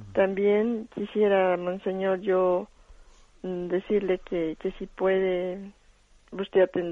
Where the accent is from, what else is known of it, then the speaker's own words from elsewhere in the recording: Colombia; Yo soy colombiana.